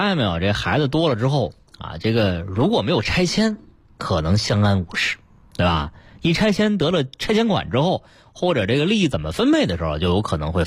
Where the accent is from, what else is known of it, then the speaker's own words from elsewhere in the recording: Beijing, China; 我是标准的老北京啊，小的时候十一就是看灯